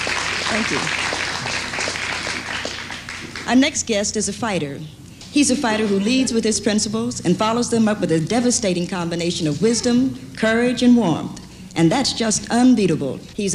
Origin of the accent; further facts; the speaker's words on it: Cincinnati, Ohio, United States; But, you know, I'm from Cincinnati